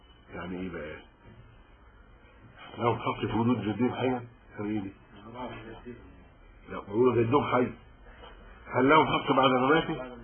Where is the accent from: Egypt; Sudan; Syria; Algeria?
Egypt; انا قبطي مسلم، يعني انا مصري مسلم